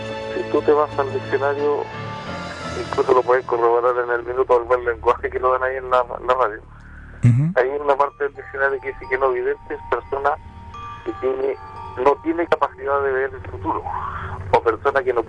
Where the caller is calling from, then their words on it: Calera de Tango, Santiago Metropolitan Region, Chile; De Calera de Tango.